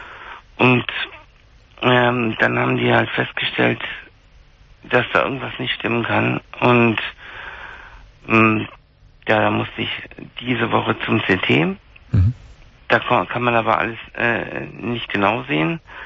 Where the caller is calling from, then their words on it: Munich, Bavaria, Germany; da war bei uns in München hier tierisch Glatteis